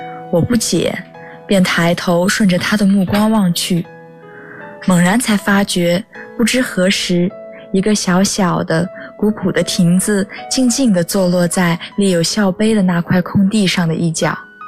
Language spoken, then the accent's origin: Chinese; Hangzhou, Zhejiang, China; now in Nanjing, China; 来自浙江杭州，我在南京大学，距离我的家乡286公里。